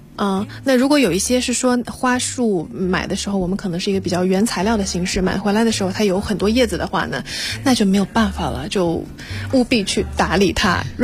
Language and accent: Chinese; China; 但是我们中国人会对菊花有一些忌讳